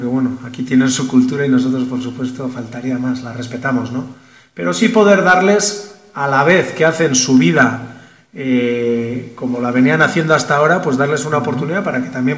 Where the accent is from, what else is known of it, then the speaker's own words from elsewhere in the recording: Basque Country, Spain; Yo vengo del País Vasco y también, pues nosotros obviamente tenemos una cultura, una lengua muy arraigada